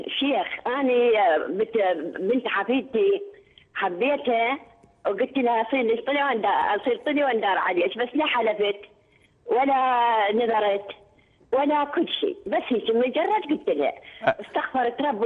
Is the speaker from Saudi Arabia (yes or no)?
no; Iraq; عيني أنا من العراق